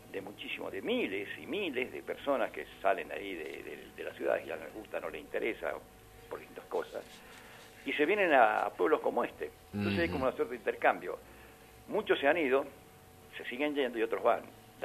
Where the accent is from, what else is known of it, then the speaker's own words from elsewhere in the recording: Argentina; Nosotros somos ciudadanos que se supone que somos argentinos.